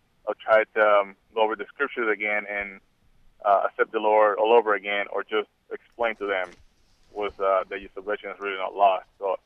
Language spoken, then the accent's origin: English; Puerto Rico; now in Boise, United States; I am from Puerto Rico, but I'm living in Boise right now.